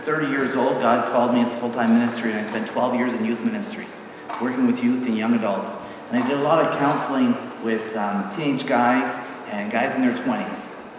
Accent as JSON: {"language": "English", "region": "British Columbia", "country": "Canada", "said": "we're from Vancouver Island, and so we didn't quite go all the way across Canada."}